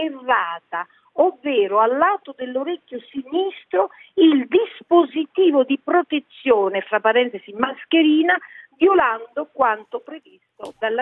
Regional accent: Rome, Lazio, Italy; born there; noi siamo cattolici perché siamo nati a Roma

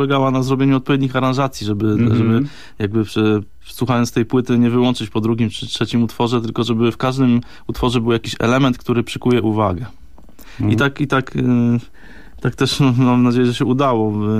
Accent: Gostynin, Masovian Voivodeship, Poland; also born or lived in Katowice; Ja pochodzę z Gostynina, to jest taka miejscowość w centralnej Polsce. Później trafiłem do Katowic jako na studia.

